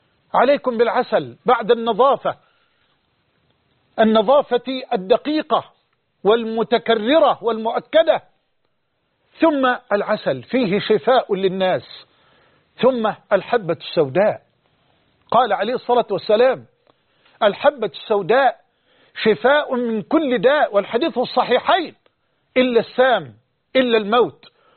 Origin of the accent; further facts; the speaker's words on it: Egypt; أن يحفظ بلدنا مصر من هذا الوباء